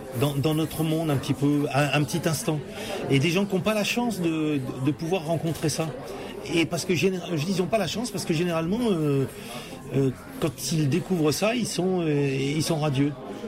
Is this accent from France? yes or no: yes; Hauts-de-France, France; Je suis Picard, moi, hein, je t'annonce.